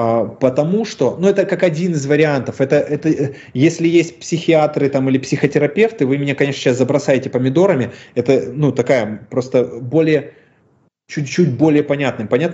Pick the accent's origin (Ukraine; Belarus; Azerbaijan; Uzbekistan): Ukraine; now in Russia; Мне непонятно, я украинец или я русский, потому что я переехал, у меня дедушка прожил в России, родом мы все из Украины, фамилия моя вообще белорусская, бабушка моя вообще латышка там.